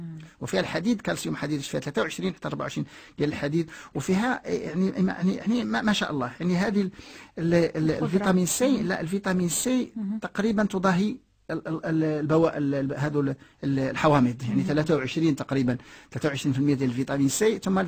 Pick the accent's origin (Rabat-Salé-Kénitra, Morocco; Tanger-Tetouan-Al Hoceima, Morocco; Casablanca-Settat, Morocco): Tanger-Tetouan-Al Hoceima, Morocco; Tetouan; وحتى في الجبل جبال الفوق في الشمال عندنا في تطوان